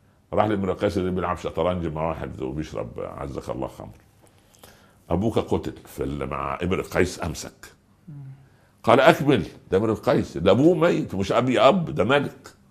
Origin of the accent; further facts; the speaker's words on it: Upper Egypt, Egypt; والله أنا أقول لك طرفة عجيبة حصلت عندنا في الصعيد. في قرية جنبنا